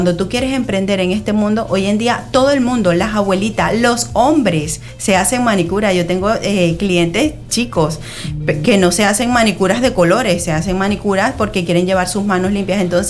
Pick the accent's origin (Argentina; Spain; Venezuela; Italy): Venezuela; en mi país, en Venezuela, trabajaba como educadora con el Ministerio de Educación.